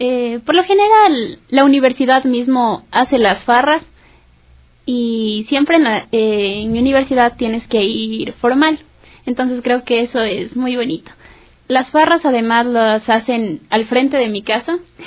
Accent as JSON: {"language": "Spanish", "town": "Quito", "region": "Pichincha", "country": "Ecuador", "said": "todos los que somos de acá de Quito"}